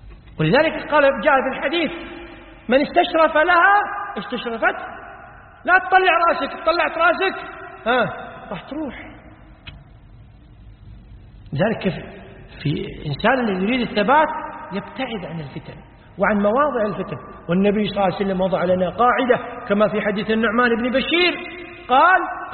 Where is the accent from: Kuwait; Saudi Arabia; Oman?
Kuwait; عندنا في الكويت مستشفى اسمه مستشفى الأمراض السارية